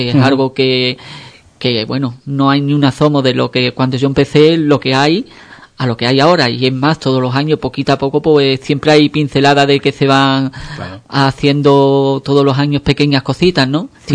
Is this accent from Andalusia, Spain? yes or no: yes; Ubrique, Andalusia, Spain; los ubriqueños, muchas de nuestras fiestas, tenemos muchos altibajos, ¿no?